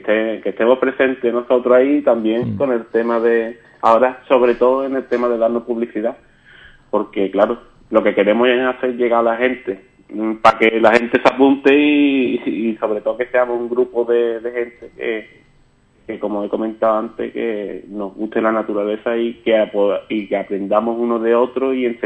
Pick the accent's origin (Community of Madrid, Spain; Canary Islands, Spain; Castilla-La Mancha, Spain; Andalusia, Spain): Andalusia, Spain; San José del Valle; Yo soy de San José del Valle